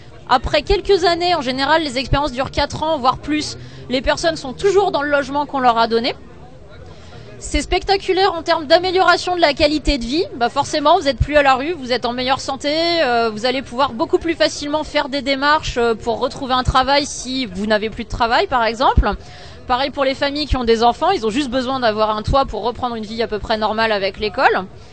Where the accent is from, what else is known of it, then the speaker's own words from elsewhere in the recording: Nantes, Pays de la Loire, France; Nous, on est de Nantes.